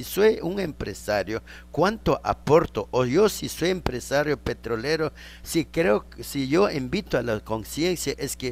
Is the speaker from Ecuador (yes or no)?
yes; Ecuador; Si somos ecuatorianos, ¿por qué no nos vamos a escuchar?